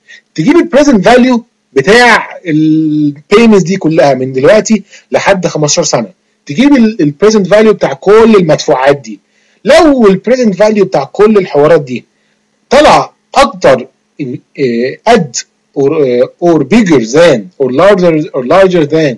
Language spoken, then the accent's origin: Arabic; Egypt; زي ما بنقول كده عندنا في مصر